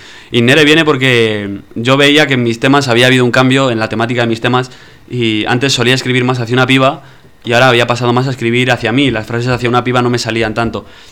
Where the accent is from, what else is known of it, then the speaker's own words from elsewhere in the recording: Valladolid, Castile and León, Spain; born there; Bueno, nací en Valladolid.